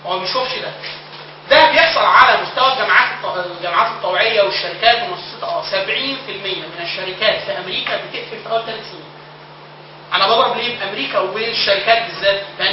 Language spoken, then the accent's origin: Arabic; Upper Egypt, Egypt; وطبعا انا من الصعيد اصلا